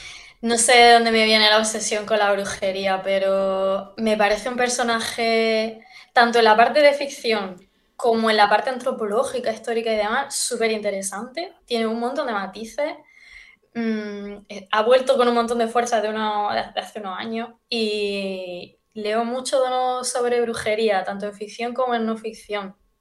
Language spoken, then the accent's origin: Spanish; Jaén, Andalusia, Spain; Luego nos metimos a hacer un festival de literatura al año en Jaén, que es de donde yo soy.